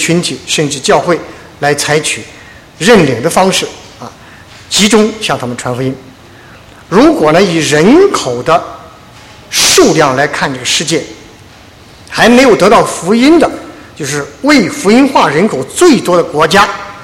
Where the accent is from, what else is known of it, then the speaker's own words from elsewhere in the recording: China; 这是我们是中国人，我们了解我们的文化背景